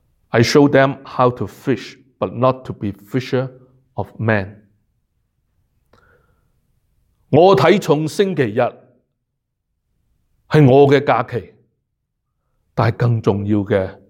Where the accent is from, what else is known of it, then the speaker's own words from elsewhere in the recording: Hong Kong; now in Canada; 我们由香港来的香港来到加拿大的，